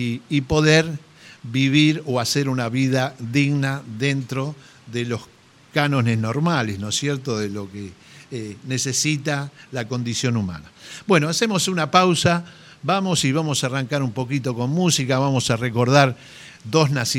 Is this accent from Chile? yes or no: no; Argentina; decir somos argentinos